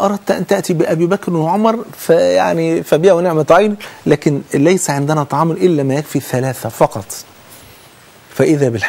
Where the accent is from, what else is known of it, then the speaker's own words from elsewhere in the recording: Egypt; تعالوا كلنا نقول احنا كلنا مصريين